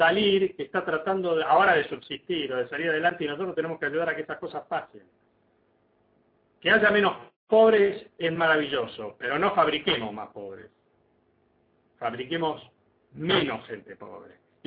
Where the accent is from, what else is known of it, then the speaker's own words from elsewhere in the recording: Argentina; haciéndonos responsables de que somos argentinos y que nuestro país tiene que engrandecerse